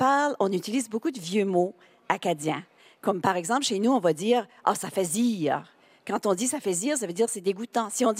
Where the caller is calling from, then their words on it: Caraquet, New Brunswick, Canada; puis je suis du Nord, moi. Je viens de la région de Caraquet. Donc, dans le Nord, la péninsule acadienne, on parle pas chiac. Mais on utilise beaucoup de vieux mots acadiens.